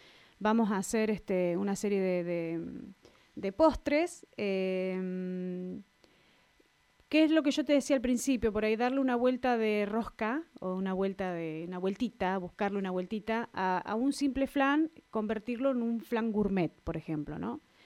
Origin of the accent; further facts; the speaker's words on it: Miguel Riglos, La Pampa, Argentina; also born or lived in Tomás Manuel de Anchorena; Nacida, criada hasta los 9 años en Tomás Manuel de Anchorena y hasta después me vine a Miguel Riglos a poder tener un secundario y demás que en la localidad no había. Nos trasladamos con mi familia a Miguel Riglos.